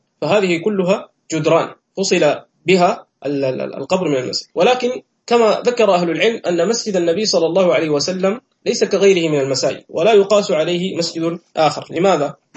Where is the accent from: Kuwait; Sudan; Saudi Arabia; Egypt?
Sudan; عندنا في السودان وفي مصر